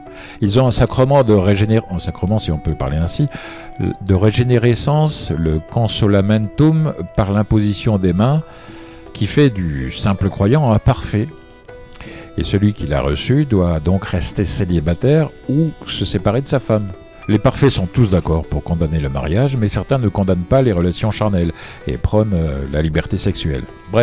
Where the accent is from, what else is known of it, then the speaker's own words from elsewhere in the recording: Gascony, France; Comme on dit chez moi en Gascogne pour se saluer en partant